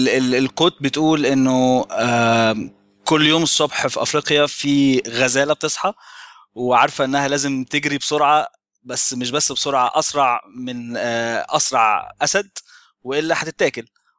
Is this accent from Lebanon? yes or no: no; Egypt; زي ما أنت تكرمت وقلت أنا من مصر، ومن سنة حوالي 2006 ممكن آخر 2006 ابتديت أسافر كتير، درست شوية في إنجلترا